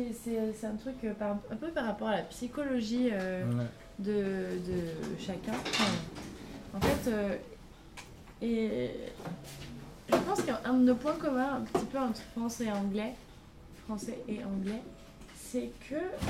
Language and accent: French; Pau, Nouvelle-Aquitaine, France; En plus, je viens de Pau, donc ça souvent me fait la blague.